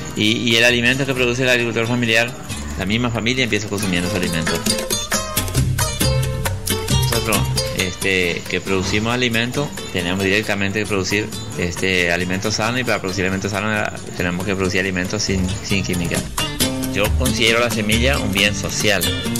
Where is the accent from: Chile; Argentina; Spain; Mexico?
Argentina; Formosa; soy un productor de Formosa y de una localidad que se llama Mayor Mundo Villa España.